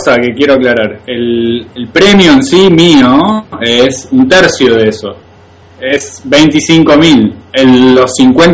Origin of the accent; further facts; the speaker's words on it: San Jorge, Santa Fe, Argentina; Claro, él nació en Carlos Pellegrini, yo nací en San Jorge, y están a 15 kilómetros, digamos, uno de otro, o 20.